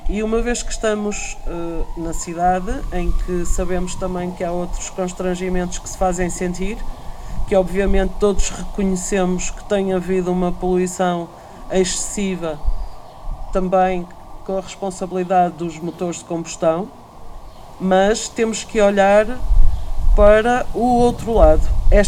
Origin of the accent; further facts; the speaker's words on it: Centro, Portugal; na zona Beira Serra, de onde eu venho, temos 34 concelhos ameaçados por pedidos de prospeção.